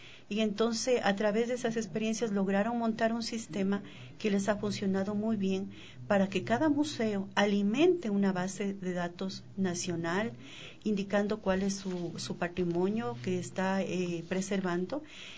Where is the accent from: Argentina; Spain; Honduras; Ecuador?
Ecuador; para que como ecuatorianos estemos justamente al nivel de otros países.